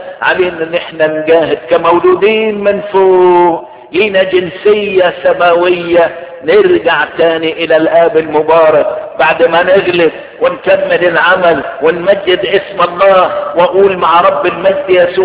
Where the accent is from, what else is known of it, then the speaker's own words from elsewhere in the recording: Egypt; انا فرحان، وانا بقول دلوقتي انا فرحان لاني انا مصري